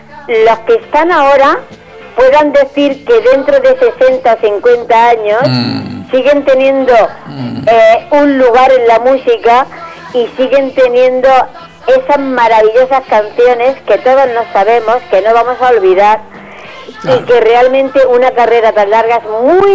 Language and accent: Spanish; Granada, Andalusia, Spain; yo soy de Granada.